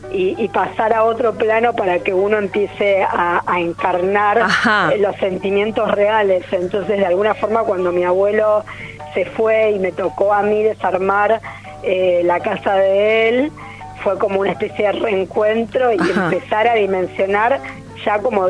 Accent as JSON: {"language": "Spanish", "region": "Buenos Aires", "country": "Argentina", "tie": "born there", "said": "Yo nací en Buenos Aires, pero me siento re santiagueña."}